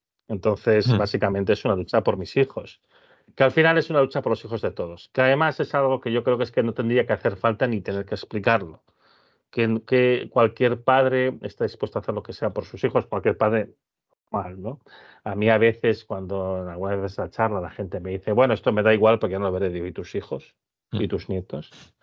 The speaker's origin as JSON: {"language": "Spanish", "town": "León", "region": "Castile and León", "country": "Spain", "said": "Yo digo muchas veces porque soy de León."}